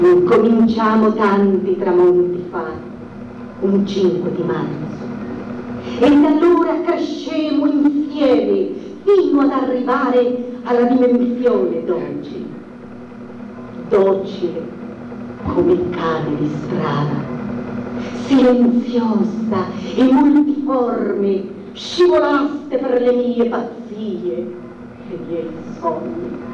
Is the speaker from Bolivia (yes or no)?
yes; Bolivia; Ti ringrazio a nome del mio paese, la Bolivia, perché io non sono altro che una cellula di quel grandissimo organismo che è il Sud America